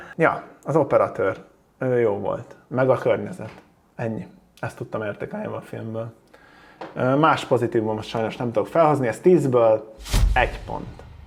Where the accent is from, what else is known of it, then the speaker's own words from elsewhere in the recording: Szomor, Pest, Hungary; Volt benne szomor, ezt mindig ki fogom emelni, onnan származom.